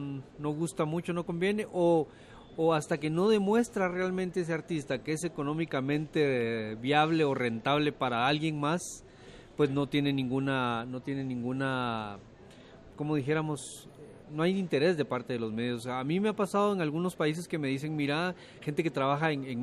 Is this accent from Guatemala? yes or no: yes; Guatemala; yo en algún momento llegué a tener un rencor muy fuerte y muy grande hacia los medios de comunicación en mi país